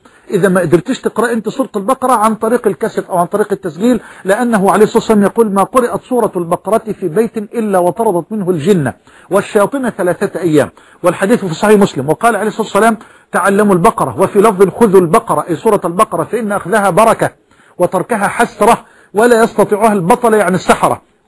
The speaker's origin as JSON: {"language": "Arabic", "country": "Egypt", "said": "أن يجعل بلدنا مصر واحة للأمن والأمان"}